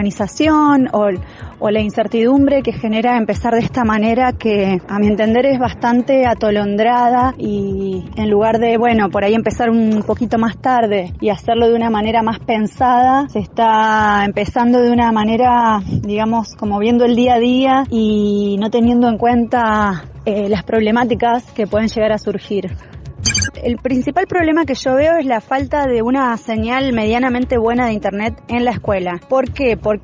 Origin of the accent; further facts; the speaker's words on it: General Roca, Río Negro, Argentina; Soy de General Roca y que queda en Río Negro, en el Alto Valle de Río Negro.